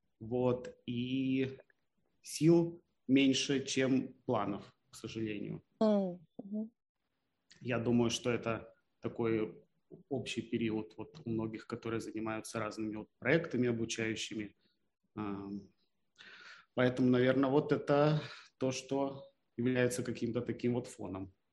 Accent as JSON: {"language": "Russian", "town": "Khabarovsk", "region": "Khabarovsk Krai", "country": "Russia", "tie": "born or raised there", "moved": "as an adult", "lives_now": "Moscow, Russia", "said": "переехал год назад в Москву, примерно вот в октябре будет ровно год. А я вырос и родился в Хабаровске. Вот. А после какого-то времени жизни решил перебраться в Москву."}